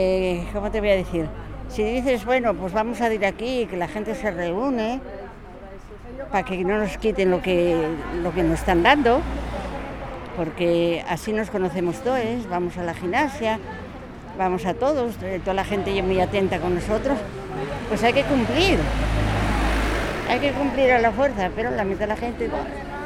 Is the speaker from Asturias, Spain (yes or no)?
yes; La Pereda, Asturias, Spain; also born or lived in Brussels; soy de La Pereda, de la parte de Mieres, marché para Bruselas